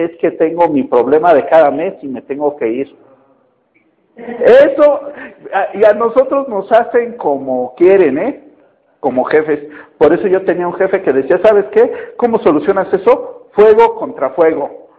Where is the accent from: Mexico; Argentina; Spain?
Mexico; Pero normalmente como mexicanos tendemos en eso.